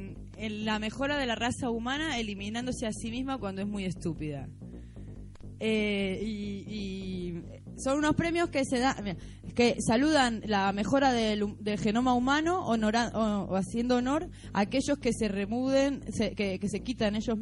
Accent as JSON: {"language": "Spanish", "country": "Argentina", "said": "Bueno, yo soy argentina, yo estoy acostumbrada a que la gente me quiera sangrar"}